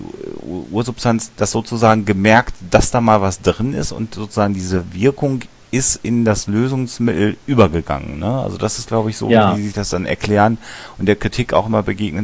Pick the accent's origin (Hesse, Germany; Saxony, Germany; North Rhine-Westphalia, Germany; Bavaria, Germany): North Rhine-Westphalia, Germany; wir kommen aus dem Münsterland, wo ja jeder dritte Mensch ein Pferd hat